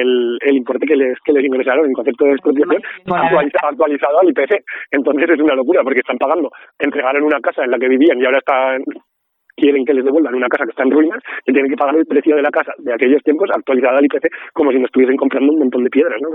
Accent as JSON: {"language": "Spanish", "town": "Artieda", "region": "Aragon", "country": "Spain", "tie": "born or raised there", "said": "en el caso de mi pueblo la verdad es que son todo parcelas bastante pequeñas, la tierra, por suerte, no por nada, está bastante bien distribuida, pero también hay una parte importante que es del ayuntamiento, y al final el ayuntamiento, en el caso de Artieda"}